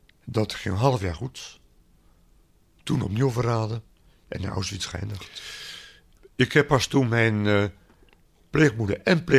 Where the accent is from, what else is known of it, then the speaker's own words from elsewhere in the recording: Rotterdam, South Holland, Netherlands; born there; Ja, ik ben geboren op het Pijnakkerplein in Rotterdam.